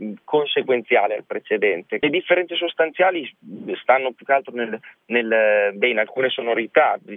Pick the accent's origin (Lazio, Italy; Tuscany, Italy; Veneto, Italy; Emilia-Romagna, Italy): Emilia-Romagna, Italy; non per forza appartenenti alla mia terra, che è l'Emilia